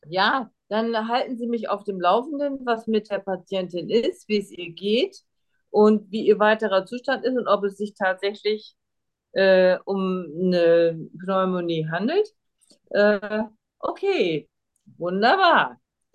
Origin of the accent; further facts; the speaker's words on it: Germany; first language German; wir Deutschen machen das ja auch, wenn wir Deutsch sprechen, ja, obwohl es unsere Muttersprache ist.